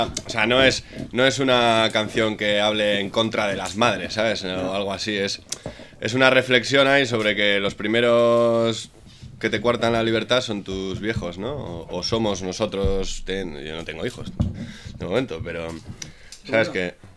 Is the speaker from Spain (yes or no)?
yes; Sondika, Basque Country, Spain; Yo soy de Sondica, tío, y de pequeño, tío, los mayores, ¿no?